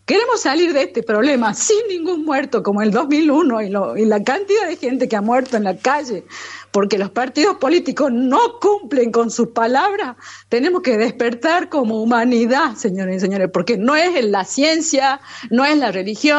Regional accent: Argentina; now in Bolivia; Y lo digo como nacionalizada boliviana, porque estoy muy orgullosa de ser boliviana, además de ser argentina.

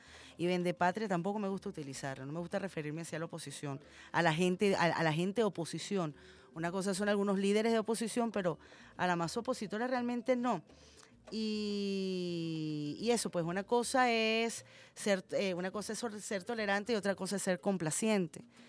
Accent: Venezuela; todos somos venezolanos

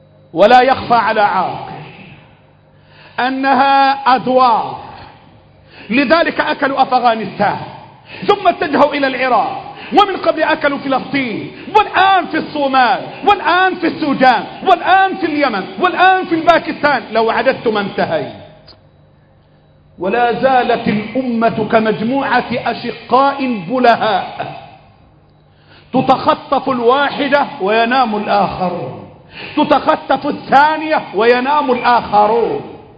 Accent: Egypt; اللهم احفظ بلدنا مصر

